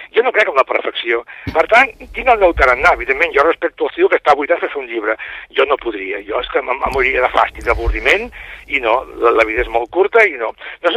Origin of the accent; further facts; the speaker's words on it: Catalonia, Spain; Però soc català i, bueno, faig novel·les.